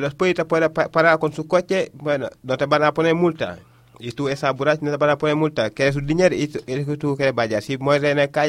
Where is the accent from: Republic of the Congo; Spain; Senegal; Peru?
Senegal; Dakar; Spanish is a second language; Yo soy de Dakar, y en Senegal todo el trabajo que hay está en Dakar.